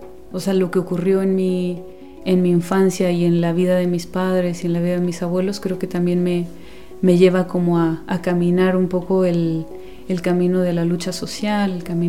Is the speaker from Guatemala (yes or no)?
yes; Guatemala; now in San Cristóbal de las Casas, Mexico; bueno, soy originaria de Guatemala y bueno, ahora estoy aquí en San Cristóbal de las Casas, ya desde hace algunos años, pues viviendo